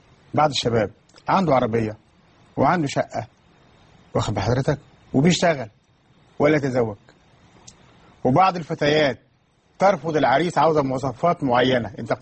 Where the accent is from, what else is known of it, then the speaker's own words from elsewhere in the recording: Upper Egypt, Egypt; عندنا في الصعيد في الجنوب